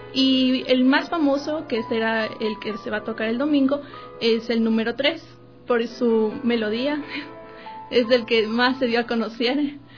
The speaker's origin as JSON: {"language": "Spanish", "country": "Ecuador", "said": "nosotros como talentos ecuatorianos tenemos la obligación y el compromiso con nuestra sociedad"}